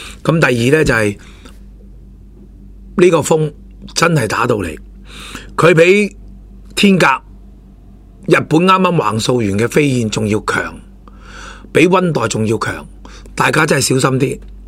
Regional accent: Hong Kong; 咁睇下我哋香港人系咪虚不受补啊

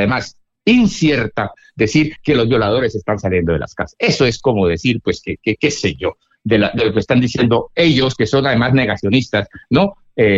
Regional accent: Cali, Valle del Cauca, Colombia; tú que eres colombiano y costeño, como yo soy caleño, en Colombia

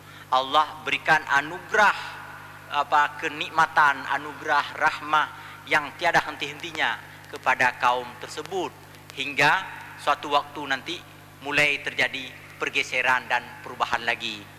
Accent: West Sumatra, Indonesia; betapa saya di masa-masa remaja menuntut ilmu agama di sana, di Sumatera Barat. Itu alah, karut cerita kampung gua.

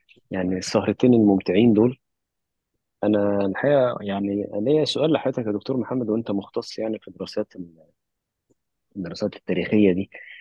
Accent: Egypt; انا كواحد مصري يعني ما شفتش من مصر الا القاهره مثلا

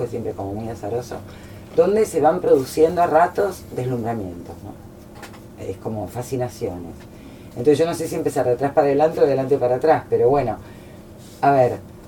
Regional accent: Brazil; Yo me crié en Brasil, mis padres eran muy lectores, pero en Brasil teníamos la biblioteca en portugués o teníamos la biblioteca del Liceo Francés, que era donde estudiábamos. Por lo tanto, yo no podía leer en mi lengua madre.

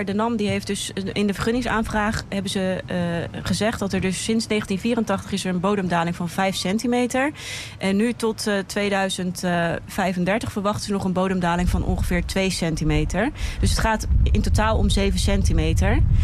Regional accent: Rotterdam, South Holland, Netherlands; en ik ben ook Rotterdammer.

